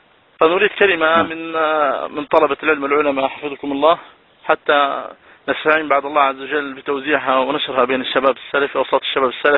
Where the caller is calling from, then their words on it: Libya; فأنا أسألكم من ليبيا حفظك الله،